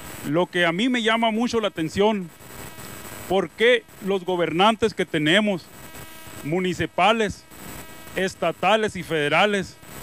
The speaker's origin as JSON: {"language": "Spanish", "town": "Bacuachi", "region": "Sonora", "country": "Mexico", "said": "yo vengo de Bacuachi"}